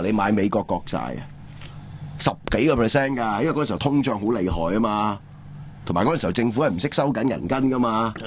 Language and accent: Cantonese; Hong Kong; 對我哋香港人嚟講